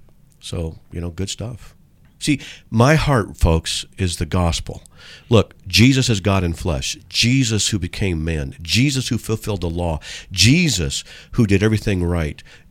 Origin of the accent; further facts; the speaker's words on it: San Diego, California, United States; some of the people in there are from my hometown in San Diego.